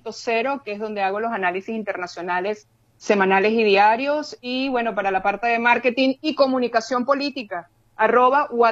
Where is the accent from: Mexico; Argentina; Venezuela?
Venezuela; nosotros somos venezolanos